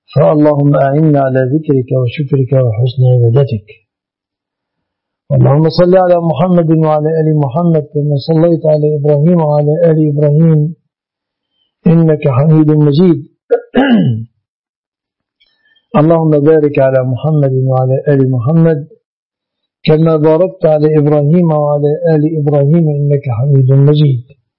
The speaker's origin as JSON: {"language": "Arabic", "country": "Egypt", "said": "هذه وسيلة مواصلات ظهرت في بلادنا مصر"}